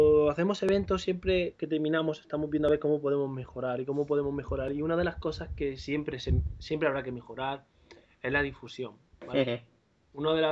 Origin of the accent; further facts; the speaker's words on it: Mula, Region of Murcia, Spain; cuando vivía en mi pueblo, en Mula, ¿no?, en un sitio donde no se hacía nada, por no haber, no hay ni avispas para que te piquen